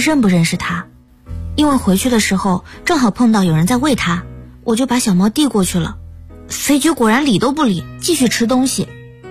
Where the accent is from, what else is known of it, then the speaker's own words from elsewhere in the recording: Sichuan, China; 我老家在四川，在四川话里形容这种瞎折腾叫板命